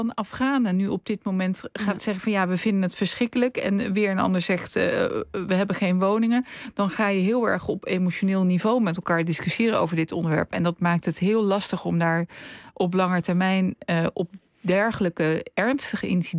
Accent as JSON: {"language": "Dutch", "town": "Rotterdam", "region": "South Holland", "country": "Netherlands", "tie": "born or raised there", "said": "in Vreewijk, waar ik ben opgegroeid"}